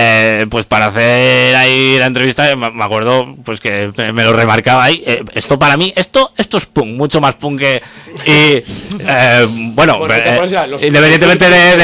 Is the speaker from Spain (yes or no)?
yes; L'Hospitalet de Llobregat, Catalonia, Spain; vive en el límite de Barcelona, pero al otro lado vivo yo, que soy de Hospitalet